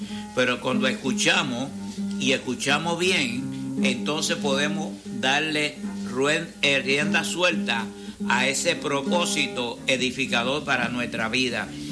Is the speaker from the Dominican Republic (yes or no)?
yes; Dominican Republic; Yo me recuerdo en mi país, yo estaba cuando invadió los Estados Unidos en el mismo frente de guerra próximo al muelle.